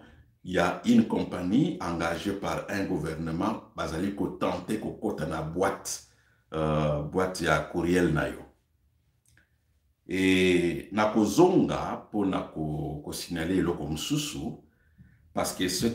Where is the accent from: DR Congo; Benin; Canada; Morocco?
DR Congo; Je suis congolais.